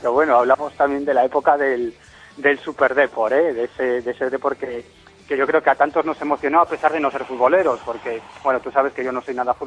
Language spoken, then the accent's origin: Spanish; Galicia, Spain; es que soy muy gallego para eso